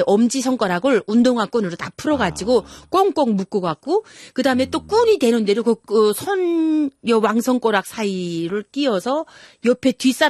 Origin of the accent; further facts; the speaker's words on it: Hyesan, Ryanggang, North Korea; moved away as an adult; now in South Korea; 그러면서도 중국을 딱 들어와서 뒤를 돌아다 보니까 내 고향 내 조국이 보이잖아요.